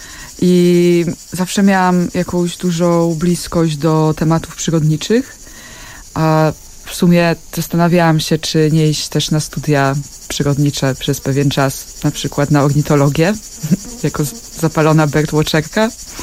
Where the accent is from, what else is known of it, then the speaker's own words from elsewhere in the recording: Dąbrowa Górnicza, Silesian Voivodeship, Poland; Ponieważ pochodzę z Dąbrowy Górniczej, z takiego osiedla robotniczego spod Huty Katowice.